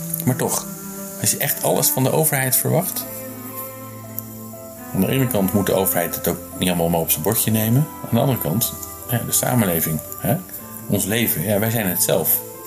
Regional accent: Netherlands; waarom we als Nederlanders zoveel verwachten van de overheid

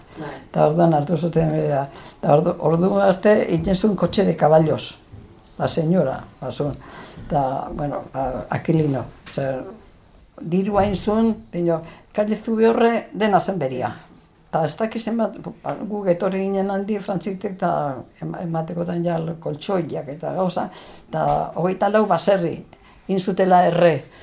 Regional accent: Irun, Basque Country, Spain; Ni irundarra, ni hemen jaio nintzen, irunen.

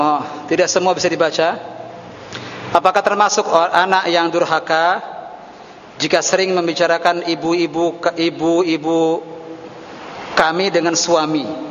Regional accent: Cirebon, West Java, Indonesia; Saya dari Cirebon, Pak. Saya tahu hal seperti ini.

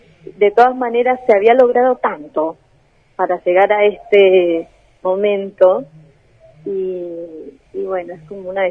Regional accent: Colombia; uno como viviendo en el país, como colombiano

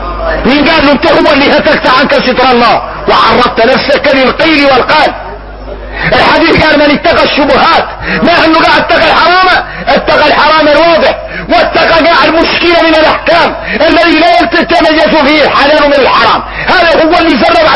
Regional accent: Mauritania; انا اكون موريتاني.

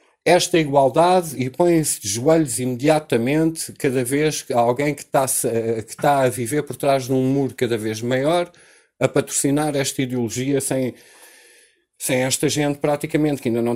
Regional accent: Portugal; nós até como portugueses vamos ter que pagar

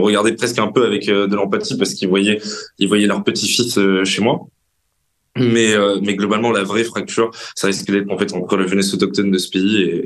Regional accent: France; la place que nous, en tant que Français, occidentaux, européens, voulons retrouver dans l'histoire

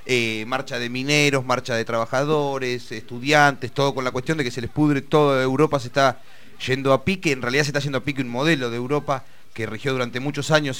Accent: Argentina; con nosotros como argentinos constituidos en esa oleada de inmigrantes provenientes en su gran mayoría de Italia y de España

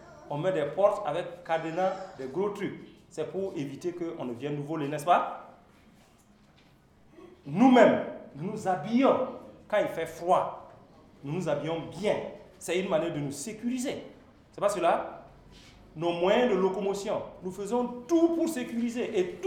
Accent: Burkina Faso; Surtout dans notre contexte aujourd'hui, en tant que Burkinabé, est-ce que la sécurité est là?

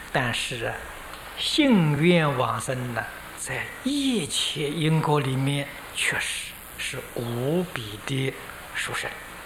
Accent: China; 这个80岁是我们中国人说的虚岁

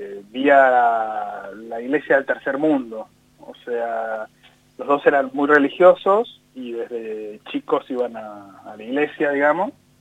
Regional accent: Buenos Aires, Argentina; born there; yo nací en Capital, en el año 74.

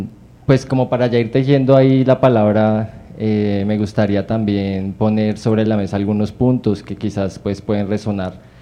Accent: Bosa, Bogotá, Colombia; born there; Yo pues nací en Bosa, mi familia materna toda es de Bosa

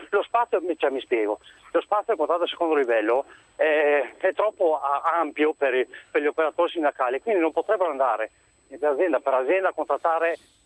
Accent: Veneto, Italy; specialmente io sono veneto, no?

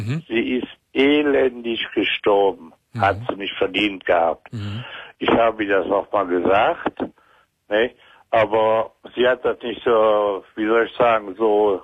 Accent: Rhineland, Germany; Und ich bin aus dem Rheinland.

